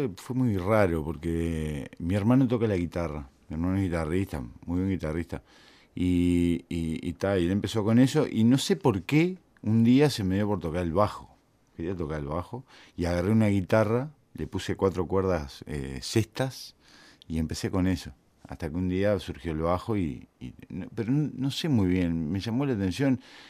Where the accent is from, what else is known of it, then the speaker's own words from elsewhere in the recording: Rivera, Uruguay; also born or lived in Montevideo; Yo nací en Bellavista, o sea, ahí, Plaza Cuba, a García y Boulevard Artigas. Pero en realidad viví 15 años en Rivera.